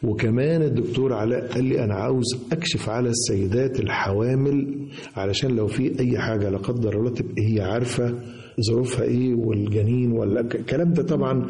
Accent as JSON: {"language": "Arabic", "country": "Egypt", "said": "وعايز أقولك أن بلدنا مصر حقيقة تستاهل كل خير"}